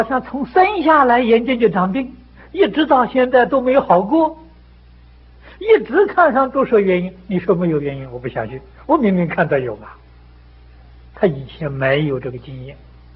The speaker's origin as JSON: {"language": "Chinese", "country": "China", "said": "这是我们中国人的志气啊"}